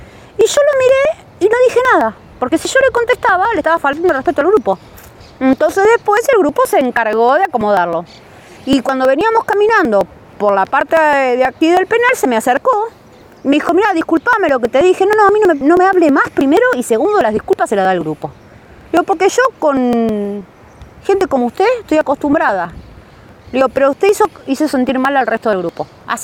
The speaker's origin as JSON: {"language": "Spanish", "town": "Tigre", "region": "Buenos Aires Province", "country": "Argentina", "said": "soy de Tigre también"}